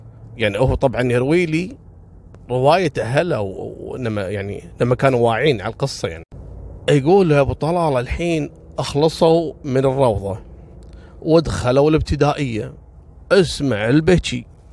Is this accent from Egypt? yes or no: no; Kuwait; ترى خصوصا جنسية لبنانية ما هم كثير عندنا في الكويت يعني